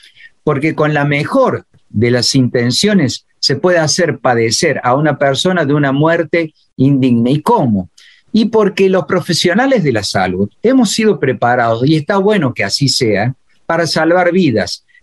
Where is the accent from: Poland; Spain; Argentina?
Argentina; Córdoba; also born or lived in El Dorado; yo soy un médico de Córdoba que trabajó algunos años en Misiones, 6 años en El Dorado Misiones.